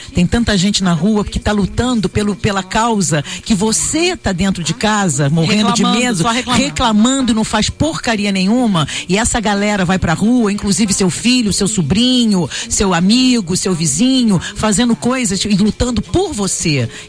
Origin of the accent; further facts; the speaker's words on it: Rio de Janeiro, Brazil; Eu sou nascida e criada em Vila Isabel. Sou da Rua dos Artistas. Saí de lá há 25 anos.